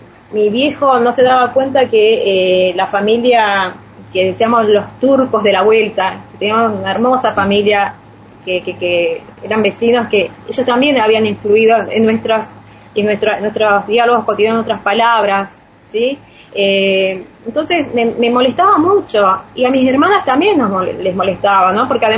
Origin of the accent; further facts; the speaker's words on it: Río Hondo, Santiago del Estero, Argentina; yo vengo de Santiago del Estero, del tema de Río Hondo, donde hay una comunidad siria, árabe, muy grande, donde tenemos orígenes con los pueblos originarios.